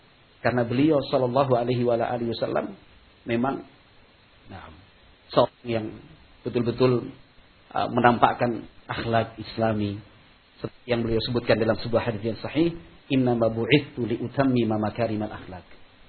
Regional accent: Yogyakarta, Special Region of Yogyakarta, Indonesia; Saya dari Yogyakarta, alhamdulillah.

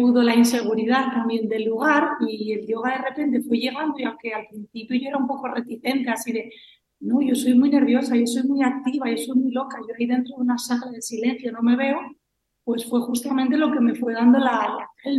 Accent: Cangas de Onís, Asturias, Spain; decidí volver a Asturias, concretamente a Cangas de Onís, que es de donde soy yo. Y hace ahora 6 años que regresé

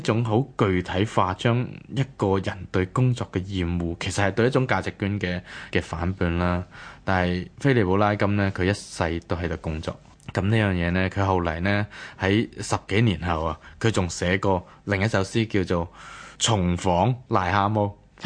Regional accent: Hong Kong; 因為我哋香港人著名係翻工翻到真係哇！

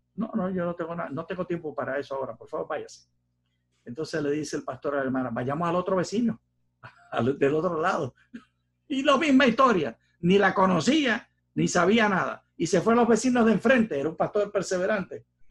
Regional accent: Puerto Rico; de mis tiempos de niño en Puerto Rico decíamos así

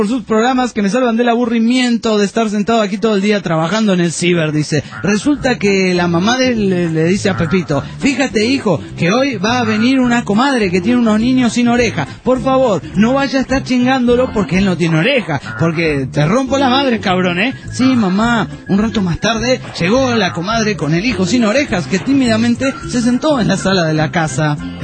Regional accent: Olavarría, Buenos Aires Province, Argentina; Esto es en Olavarría. Quería saludarlos y preguntarles a cualquiera de los tripulantes de la nave que quiera responder por qué hay gente tan masoquista en mi país

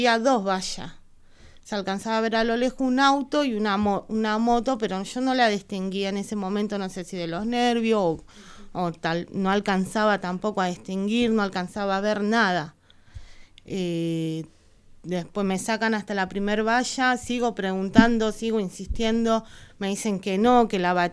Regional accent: Punta Lara, Buenos Aires Province, Argentina; vuelvo a la comisaría de Punta Lara, porque nosotros somos de Punta Lara

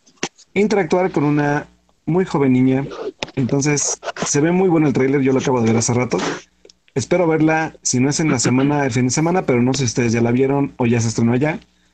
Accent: Pachuca, Hidalgo, Mexico; soy de Pachuca … mucho gusto. Bueno, sí, es que discúlpenme, soy provinciano, entonces acá es como muy, muy, muy lejos de toda la parte de la zona metropolitana, Distrito Federal y esos lugares.

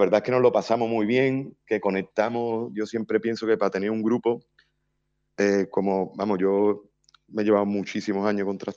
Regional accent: Chiclana de la Frontera, Andalusia, Spain; yo sí que soy andaluz, sí que soy de aquí de Chiclana

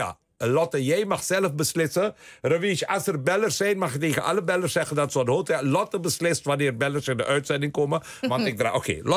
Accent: Suriname; Dus ik ben opgegroeid in Suriname. Mijn grootouders komen uit India. Ik zie eruit zoals ik er zie.

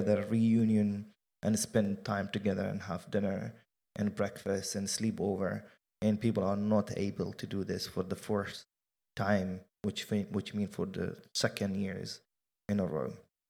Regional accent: Jenin, Jenin Governorate, Palestine; favorite memory in Palestine. So, and then one more thing was also very very visible and very obvious growing up in Jenin, especially in the summertime.

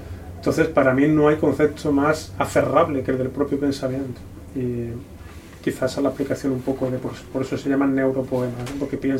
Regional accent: Córdoba, Andalusia, Spain; como cordobés, senequista que soy, sé muy bien

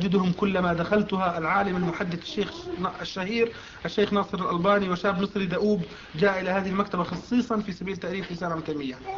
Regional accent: Riyadh, Riyadh Province, Saudi Arabia; من الرياض.

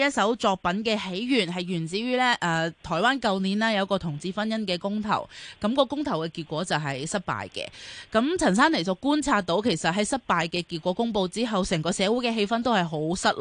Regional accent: Hong Kong; 我哋香港人都好熟悉

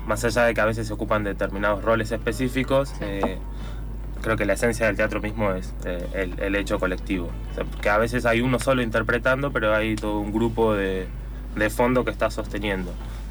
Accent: Neuquén, Argentina; now in San Martín, Argentina; dos de los integrantes somos de Neuquén y el otro integrante es de Perú.

